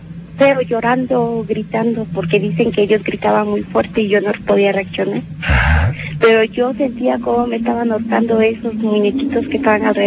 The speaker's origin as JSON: {"language": "Spanish", "region": "Guerrero", "country": "Mexico", "lives_now": "Mexico City, Mexico", "said": "Porque después de aquí de México me llevaron otra vez a Guerrero. Yo soy del estado de Guerrero."}